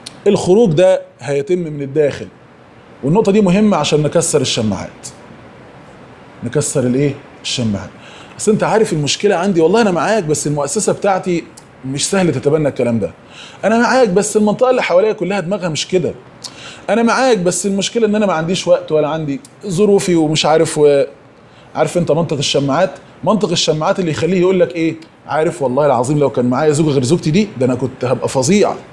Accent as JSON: {"language": "Arabic", "country": "Egypt", "said": "انا نفسي في برنامج تلفزيوني كان في قناة امجاد عندنا في مصر،"}